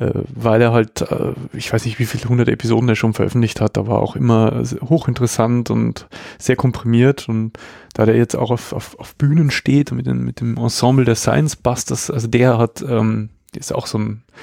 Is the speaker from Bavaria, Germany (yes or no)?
yes; Passau, Bavaria, Germany; Also auch wenn man jetzt hier von Weitem wieder auf meine Heimatstadt zufährt, hier in Passau, sieht man auch schon diese Lichtkuppel